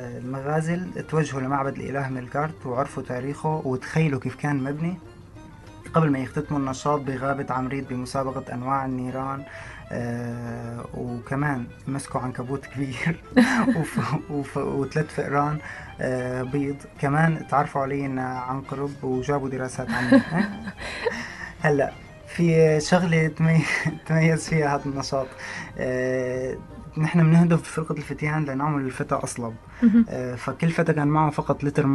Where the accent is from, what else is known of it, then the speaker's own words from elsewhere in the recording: Syria; هدف التعريف بتاريخ بلدنا سوريا